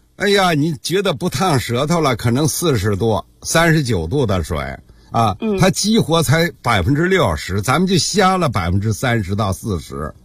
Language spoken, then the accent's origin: Chinese; Hebei, China; 咱们过去小时候，咱们河北人不愿意吃这个面嘛